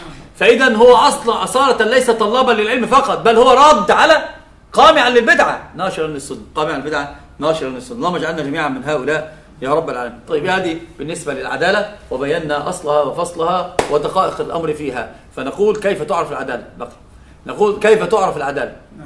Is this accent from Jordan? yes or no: no; Egypt; اثنان عندنا في مصر ثلاثة